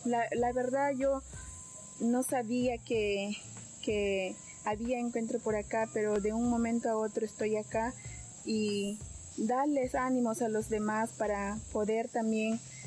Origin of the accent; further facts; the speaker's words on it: Imaza, Amazonas, Peru; vengo de la comunidad Numpatkem del distrito de Imasa.